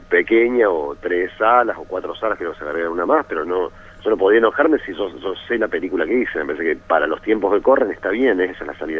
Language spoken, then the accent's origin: Spanish; Córdoba, Argentina; no creo que soy el único cordobés en todo el equipo